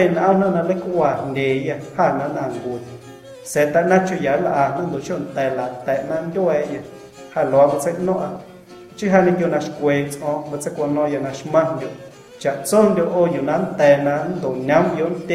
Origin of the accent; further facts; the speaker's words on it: Guerrero, Mexico; first language Amuzgo; Spanish is a second language; yo hablo, la musgo es mi lengua materna. Y para poder comunicar algunas ideas que yo tengo, tuve que aprender a hablar en español.